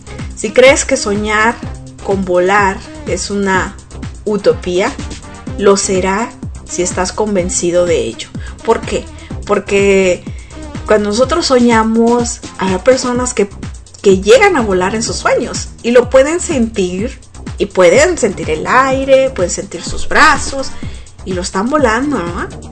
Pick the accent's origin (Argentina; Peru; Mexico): Mexico; Y digo mexicano porque yo soy mexicana